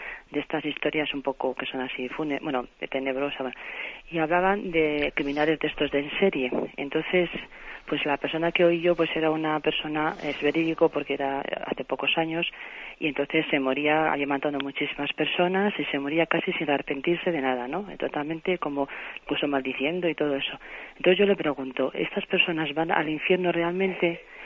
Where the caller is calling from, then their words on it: Soria, Castile and León, Spain; aquí de Soria.